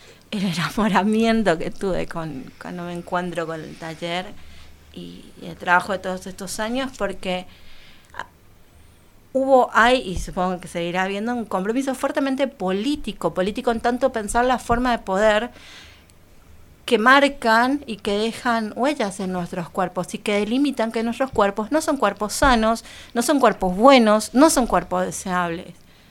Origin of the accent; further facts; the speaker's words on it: Paraguay; soy paraguaya, vivo... Estoy parecida en la ciudad, pero estoy fuera de la ciudad. Hace 18, 19 años.